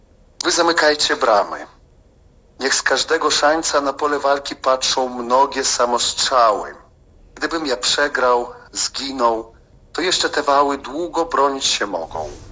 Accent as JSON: {"language": "Polish", "country": "Belarus", "second_language": "Polish", "said": "mimo tego, że jestem Białorusinem."}